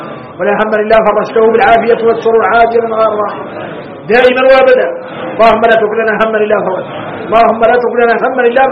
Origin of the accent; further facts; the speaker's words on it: Mauritania; انا موريتاني